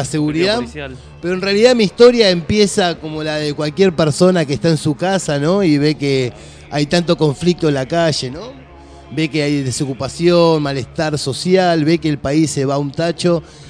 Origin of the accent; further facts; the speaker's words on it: Buenos Aires, Argentina; Yo soy argentino, bien porteño. Mi familia, mi tatarabuelo, ¿no? Después de la Segunda Guerra Mundial, bueno, emigra de Alemania para este lado. Y bueno, ahí empieza